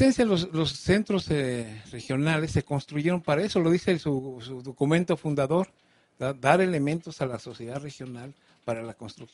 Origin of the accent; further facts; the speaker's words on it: Morelos, Mexico; Me siento bien privilegiado de haber venido a Morelos, es mi tierra, mi casa